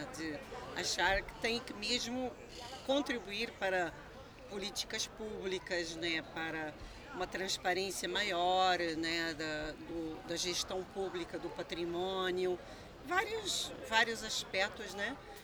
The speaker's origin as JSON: {"language": "Portuguese", "country": "Portugal", "moved": "yes", "lives_now": "Brazil", "said": "Sou portuguesa, como vocês já devem ter notado, né? Estou no Brasil desde 1979."}